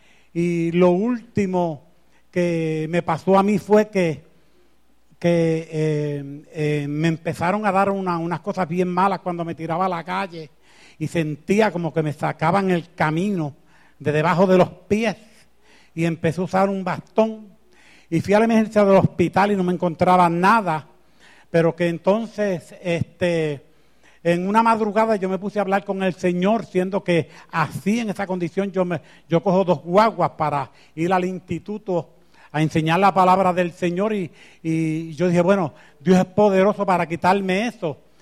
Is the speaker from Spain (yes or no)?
no; Canóvanas, Puerto Rico; also born or lived in New York; Yo soy de pueblo de Canóvanas y llegué a Nueva York en el año 65